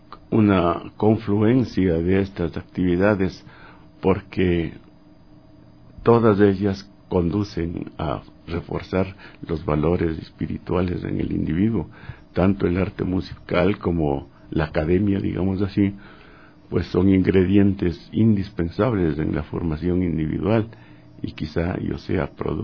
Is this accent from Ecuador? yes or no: yes; Píllaro, Tungurahua, Ecuador; Desde que fui escolar en mi pueblito de origen, Píllaro, siempre tuve esta inclinación por la música